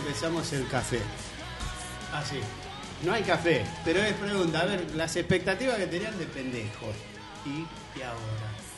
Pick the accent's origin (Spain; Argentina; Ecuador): Argentina; Somos argentinos.